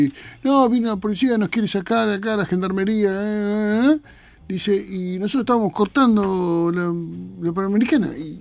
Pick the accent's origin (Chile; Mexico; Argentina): Argentina; Buenos Aires; si los argentinos promedio somos, o los bonaerenses, ¿no? Los capitalinos, los urbanos, ajá, somos más quejosos de lo que corresponde